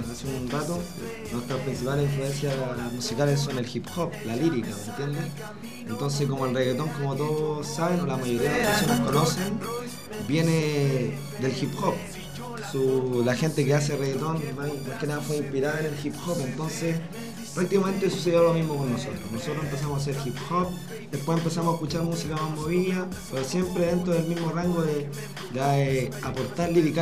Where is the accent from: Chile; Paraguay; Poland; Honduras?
Chile; Puente Alto, Santiago Metropolitan Region; obviamente somos parte de Puente Alto. Hemos vivido casi toda nuestra vida acá